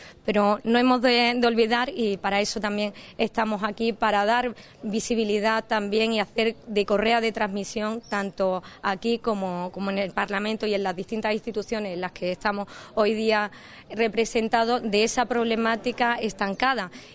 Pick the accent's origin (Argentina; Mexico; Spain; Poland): Spain; Ubrique, Andalusia; decía anteriormente a los compañeros, como ubriqueña, cuando vengo y echo la vista atrás y veo que mi pueblo en dos décadas ha cambiado apenas nada.